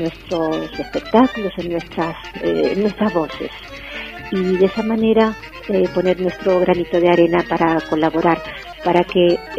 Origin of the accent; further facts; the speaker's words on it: Buenos Aires, Argentina; moved away as an adult; now in Madrid, Spain; Vengo desde Buenos Aires, Argentina, hasta Madrid.